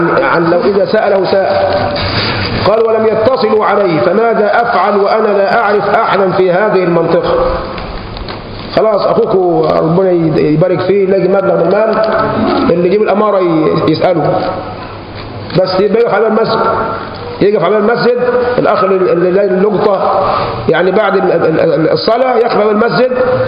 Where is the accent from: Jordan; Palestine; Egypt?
Egypt; احنا كشعب مصري شعب مغلوب بالعاطفه، مهزوم بالعاطفه.